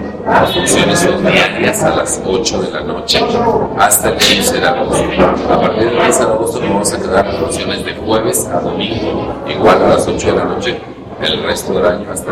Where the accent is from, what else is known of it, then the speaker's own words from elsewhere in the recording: Tuxtla Gutiérrez, Chiapas, Mexico; born there; Bueno, yo nací en Tuxtla Gutiérrez, soy chiapaneco